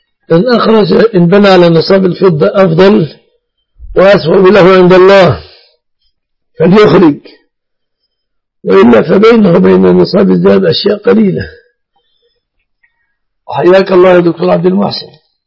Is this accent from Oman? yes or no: no; Egypt